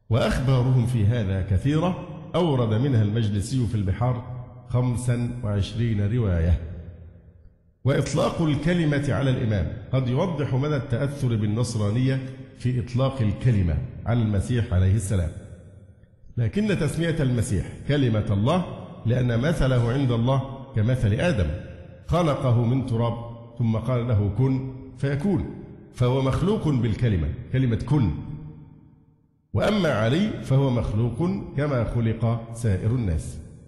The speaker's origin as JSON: {"language": "Arabic", "country": "Egypt", "said": "فما يحصل عندنا في مصر من عبادة الأضرحة طواف حولها"}